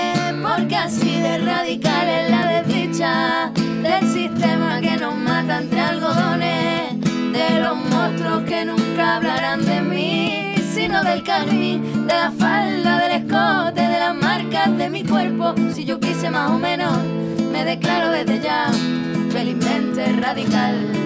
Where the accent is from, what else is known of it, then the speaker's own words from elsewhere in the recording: Andalusia, Spain; como somos muchas andaluzas en el colectivo, es un poco este cambiar la J por la H, ¿no? Que para mí la J no existe.